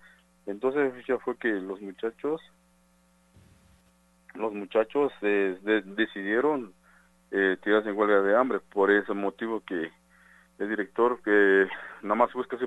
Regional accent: San Juan Chamula, Chiapas, Mexico; soy originario de San Juan Chamula.

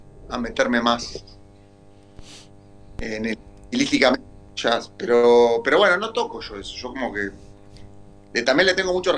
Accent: Uruguay; moved away as an adult; que yo soy uruguayo, vivo acá hace 20 años

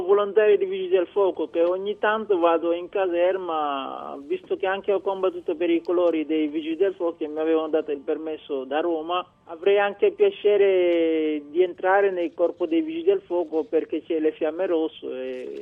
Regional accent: Senegal; Italian is a second language; moved away as an adult; now in Italy; Sì, sono dal Senegal

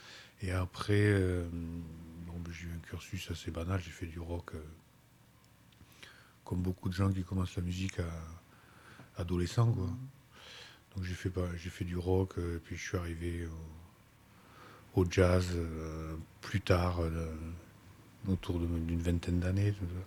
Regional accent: Bordeaux, Nouvelle-Aquitaine, France; born there; now in Gers, France; père vient du Liban. Ma mère est espagnole. Je suis né à Bordeaux. Et j'habite dans le Gers depuis 1996

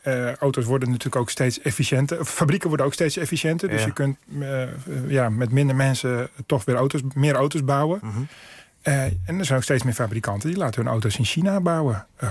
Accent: Netherlands; Of we zeggen heel chauvinistisch als Nederlander

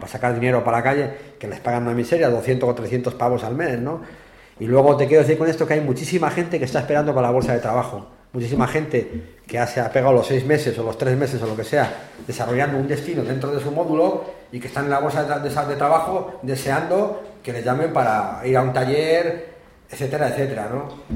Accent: León, Castile and León, Spain; yo por ejemplo, que soy de León

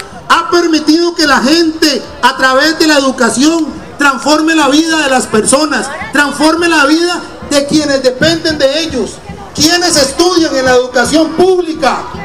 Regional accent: Costa Rica; Reconocemos hoy este espacio como una fiesta que nos permite como personas costarricenses estar aquí en libertad.

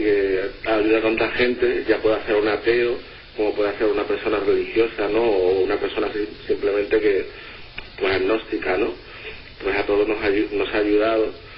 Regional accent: Málaga, Andalusia, Spain; Sí, yo soy malagueño.

